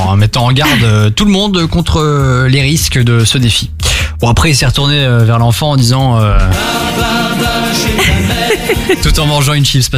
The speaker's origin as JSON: {"language": "French", "country": "Belgium", "said": "Troisième et dernière info, chez nous en Belgique"}